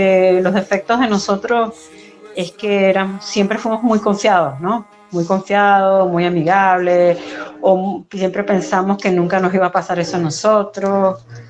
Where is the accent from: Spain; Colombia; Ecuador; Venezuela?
Venezuela; aunque yo soy venezolana, mi mamá era venezolana, pero mi papá era peruano